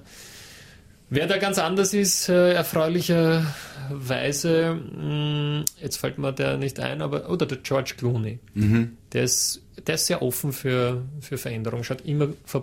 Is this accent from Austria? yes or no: yes; Hollabrunn, Lower Austria, Austria; Ich komme aus Hollerbrunn ursprünglich.